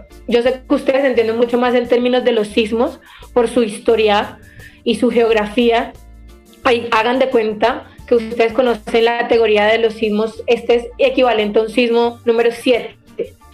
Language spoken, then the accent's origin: Spanish; Colombia; quiero contarles que somos de Colombia, pero parte de nuestro territorio ancestral pertenece a Nicaragua